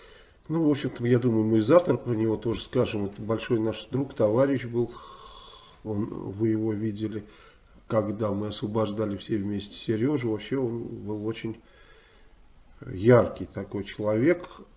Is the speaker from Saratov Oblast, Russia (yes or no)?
yes; Saratov, Saratov Oblast, Russia; Как у нас в Саратове я кому-то подарил